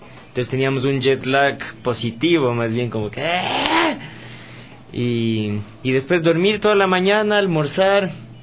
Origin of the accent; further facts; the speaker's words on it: Ecuador; Como que nos veían regando cerveza, así como que, como típico ecuatoriano.